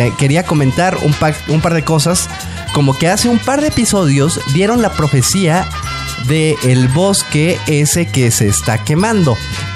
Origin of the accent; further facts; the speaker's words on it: Jalisco, Mexico; Soy de Jalisco, estoy muy contento de sus comentarios y sus publicaciones.